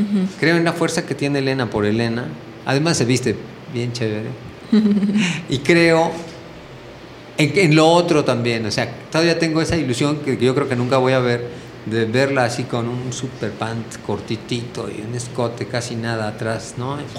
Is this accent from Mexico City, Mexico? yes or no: yes; Mexico City, Mexico; now in Amatlán, Mexico; Pero poco a poco nos fuimos moviendo del DF. Nosotros éramos del DF.